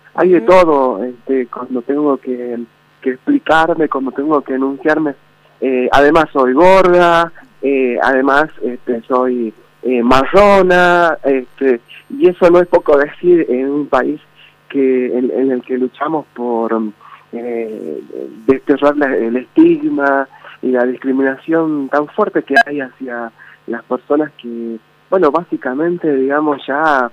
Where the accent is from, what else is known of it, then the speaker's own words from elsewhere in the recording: Tartagal, Salta, Argentina; yo soy de Tartagal, de la provincia de Salta, he nacido ahí y he vivido más de 40 años en este pueblo, en una ciudad, digamos, que está al límite ya de la frontera con la hermana República de Bolivia